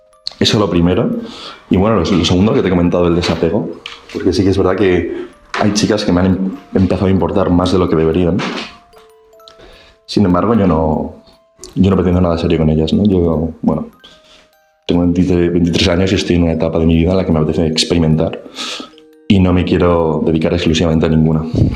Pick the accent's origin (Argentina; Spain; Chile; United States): Spain; Madrid, Community of Madrid; de Madrid.